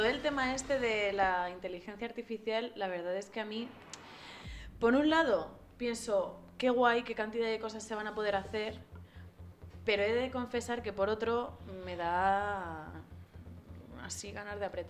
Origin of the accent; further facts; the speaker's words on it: Spain; Porque somos españolas.